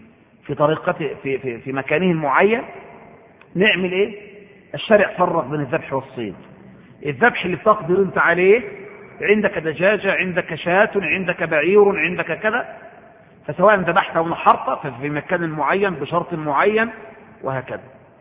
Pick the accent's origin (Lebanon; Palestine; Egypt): Egypt; وده احنا كإخوة مصريين كلنا يعني، وانا واحد منكم،